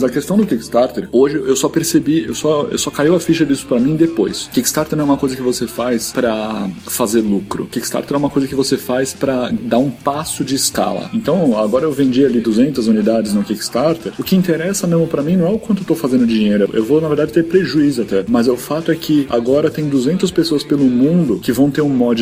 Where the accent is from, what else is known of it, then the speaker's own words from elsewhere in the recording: São Paulo, Brazil; also born or lived in London; Não, eu moro no Brasil, sou daqui de São Paulo. Eu já tive uma temporada que eu morei em Londres